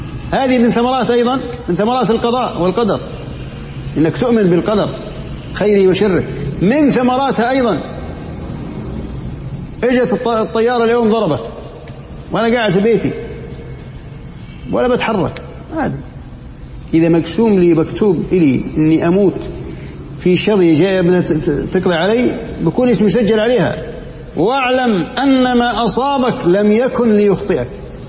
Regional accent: Jordan; صار زلزال عندنا بالأردن كان قوي درجته قوية

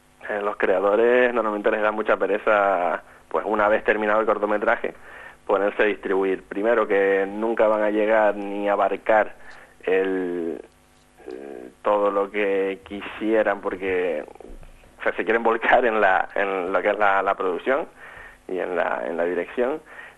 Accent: Canary Islands, Spain; now in Gran Canaria, Spain; yo vivo en Gran Canaria, los cuatro somos de Tenerife.

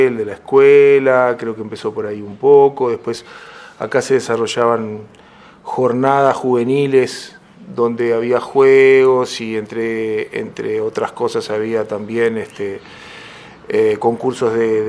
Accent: San Ramón, Canelones, Uruguay; also born or lived in Montevideo; Y me crié acá en San Ramón, nací en Montevideo, en el Círculo Católico. Viví toda la vida acá en San Ramón

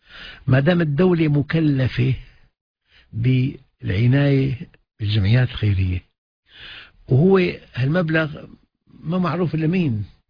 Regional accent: Aleppo, Aleppo Governorate, Syria; أنا أخ من حلب

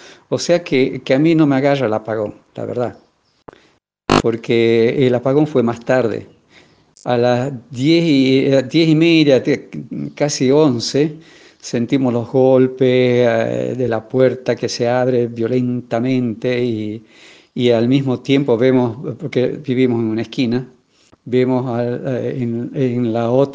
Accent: Ledesma, Jujuy, Argentina; moved away as an adult; also born or lived in Bolivia; aunque nací en Bolivia, me crié en Ledesma. O sea, desde los 6 años que viví en Ledesma hasta que terminé la escuela normal, o sea, la secundaria, y luego me fui a estudiar a Tucumán

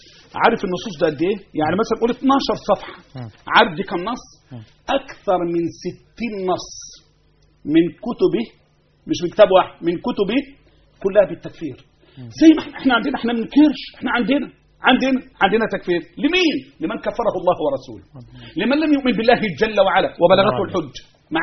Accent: Egypt; احنا ابناء مصر، احنا وانتو

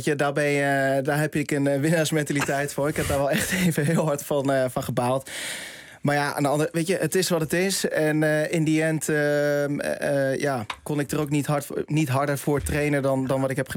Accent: The Hague, South Holland, Netherlands; Ik kom uit Den Haag

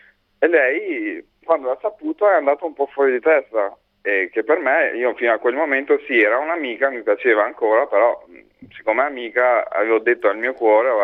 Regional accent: Tirana, Tirana County, Albania; Italian is a second language; Io vengo da Tirana, dall'Albania.

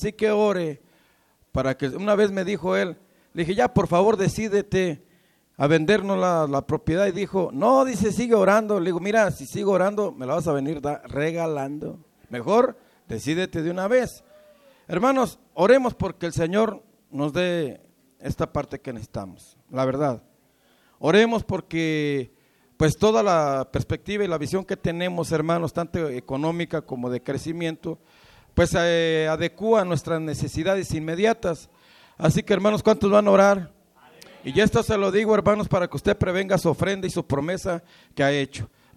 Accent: Mexico; No olvidar nuestras raíces como mexicanos, yo creo que eso no se olvida jamás, ¿verdad?

